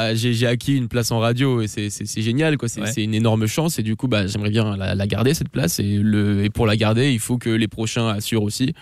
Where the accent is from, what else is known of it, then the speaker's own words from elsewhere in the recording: Aix-en-Provence, Provence-Alpes-Côte d'Azur, France; Eh bien, j'ai 19 ans, comme tu viens de le dire, je viens du sud de la France, Aix-en-Provence.